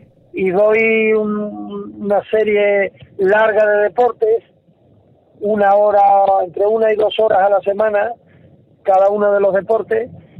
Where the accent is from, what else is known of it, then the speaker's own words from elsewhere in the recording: San Roque, Andalusia, Spain; Lo que es la infancia en mi pueblo, en San Roque, como casi cualquier niño, jugando en el colegio.